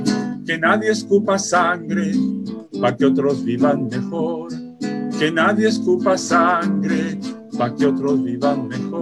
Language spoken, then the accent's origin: Spanish; Chile; now in United States; Yo vivo en Estados Unidos, soy chileno, vivo en Estados Unidos hace muchos años, pero estoy muy conectado con Chile